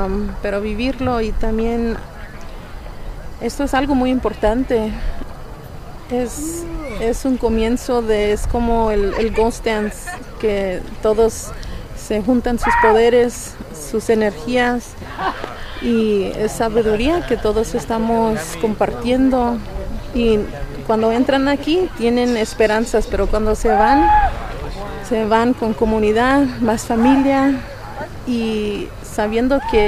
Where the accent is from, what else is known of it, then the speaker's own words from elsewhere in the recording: Chicago, Illinois, United States; Pues yo soy de Chicago. Mi descendencia es la cultura náhuatl.